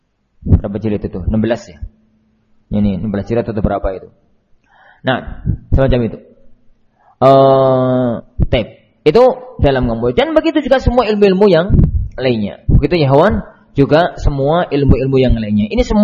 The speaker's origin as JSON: {"language": "Indonesian", "region": "Java", "country": "Indonesia", "said": "Karena saya Muslim dan saya tinggal di Jawa"}